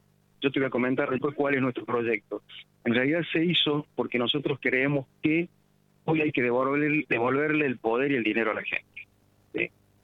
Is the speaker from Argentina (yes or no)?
yes; Argentina; yo viví afuera y la vi llorar a mi mamá, a mi papá, yo sufrí la vuelta de la vida, me hicieron volver a la Argentina, y no me volvería a ir ¿Por qué? Porque amo mi tierra